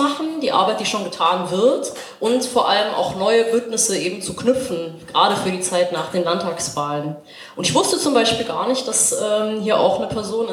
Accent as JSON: {"language": "German", "region": "Baden-Württemberg", "country": "Germany", "lives_now": "Cottbus, Germany", "said": "Ich bin eigentlich nicht aus Cottbus, ich bin eigentlich Schwäbin, ich bin auch westsozialisiert und lebe noch nicht so lange in Cottbus, ich glaube seit September 2017."}